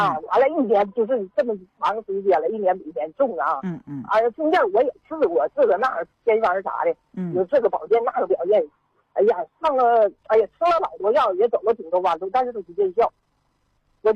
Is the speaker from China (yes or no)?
yes; Shenyang, Liaoning, China; 我今年63岁，我是沈阳人